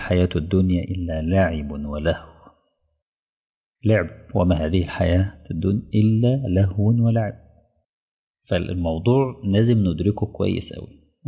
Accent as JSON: {"language": "Arabic", "town": "Mansoura", "region": "Dakahlia", "country": "Egypt", "lives_now": "Dammam, Saudi Arabia", "said": "وانا راجل من المنصوره وجاي لي شغل ما اكون مدرس في الدمام"}